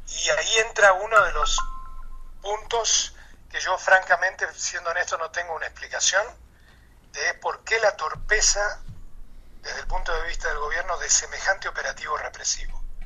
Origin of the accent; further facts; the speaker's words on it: Argentina; moved away as an adult; yo y mucha gente estamos aquí, de los que vinimos de Argentina y de otros países, desde los 80